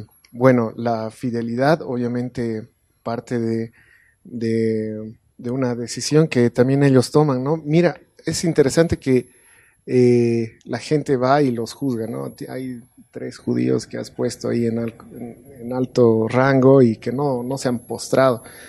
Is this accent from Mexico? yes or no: no; Cochabamba, Bolivia; de Cochabamba, no voy a poder mañana estar